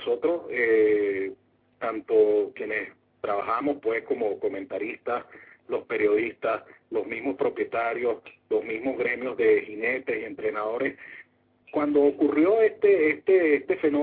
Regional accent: Venezuela; a mí particularmente como hípico y como venezolano a mí me da vergüenza

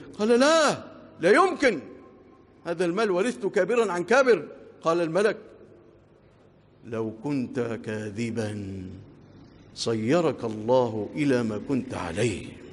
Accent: Egypt; اللهم اجعل بلادنا مصر آمنة مطمئنة

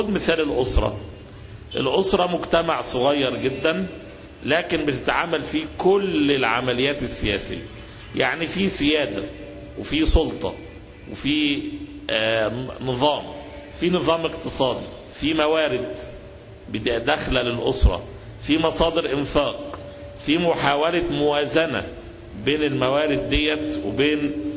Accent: Egypt; يعني احنا عندنا في مصر عندنا زراعة، عندنا شواطئ يعني البحر المتوسط والبحر الاحمر

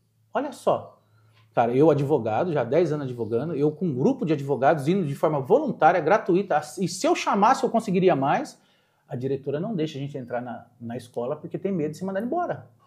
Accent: Mogi das Cruzes, São Paulo, Brazil; Eu sou de Jundiapeba, nascido em Jundiapeba. Lá era um bairro extremamente violento.

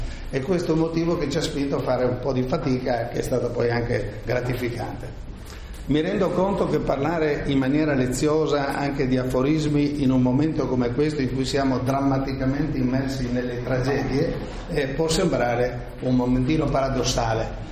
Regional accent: Trieste, Friuli-Venezia Giulia, Italy; Sono triestino, quindi permeato di romanticismo mitteleuropeo

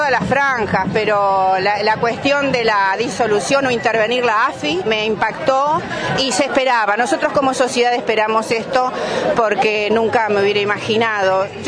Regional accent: Bariloche, Río Negro, Argentina; Soy de acá de Bariloche, del barrio El Prado, ya hace años que vivo acá.

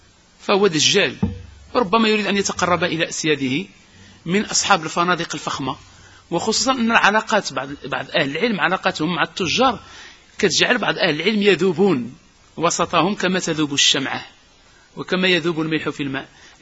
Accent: Casablanca, Casablanca-Settat, Morocco; هذا المصيبة اللي عندنا في الدار البيضاء

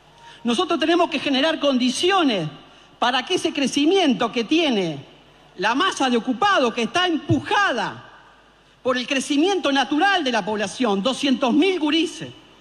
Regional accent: Argentina; Tenemos que ser capaces, como pueblo argentino

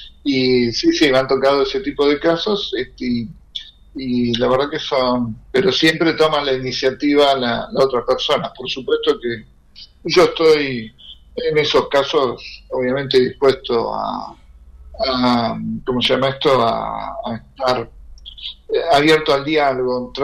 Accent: Argentina; sean del mismo país como nuestro, Argentina, o de otros países

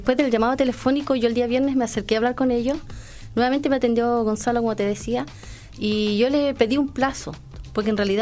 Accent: Chile; Somos todos ciudadanos, somos todos chilenos.

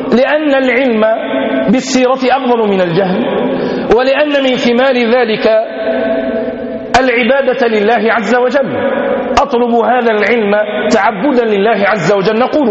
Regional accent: Tlemcen, Tlemcen Province, Algeria; من علماء بلدتنا، من علماء بلادنا الجزائر

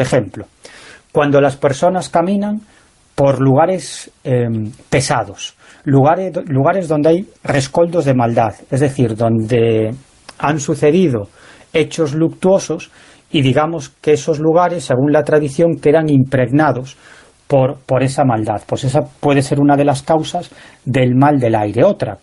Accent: Galicia, Spain; creía que era algo propio de mi tierra, de Galicia

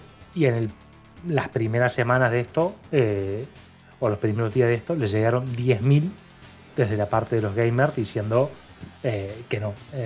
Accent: Argentina; tanto en lo que es este país, de donde yo vengo yo en Argentina

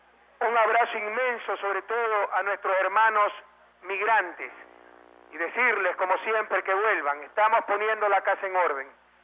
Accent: Guayaquil, Guayas, Ecuador; desde este barrio tan querido, sector tan querido de mi ciudad natal, la Isla Trinitaria, un inmenso abrazo a todo Guayaquil

